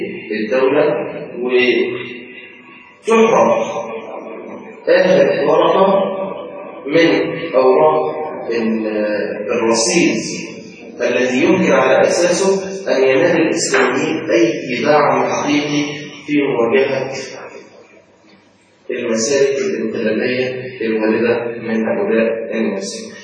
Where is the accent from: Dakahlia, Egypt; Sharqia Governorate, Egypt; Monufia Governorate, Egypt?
Dakahlia, Egypt; Mansoura; احنا عندنا في المنصورة